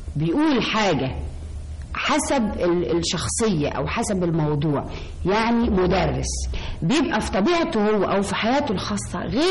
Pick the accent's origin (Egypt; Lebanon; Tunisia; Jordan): Egypt; Alexandria, Alexandria Governorate; أنا أولا من اسكندرية ومن محرم بيه.